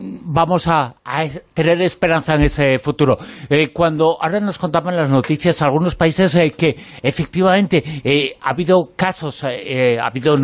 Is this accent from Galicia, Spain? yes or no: yes; Galicia, Spain; como gallego que eres y que soy.